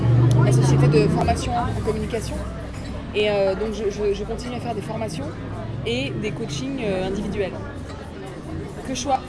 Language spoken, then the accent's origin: French; Réunion; also born or lived in Lorraine / Paris; moi, je suis née en Lorraine. Après, j'ai grandi à l'île de la Réunion et je suis venue à Paris.